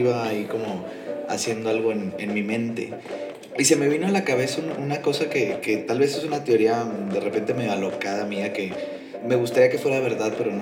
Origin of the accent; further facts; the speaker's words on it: Nuevo León, Mexico; Tú sabes cómo somos los regios.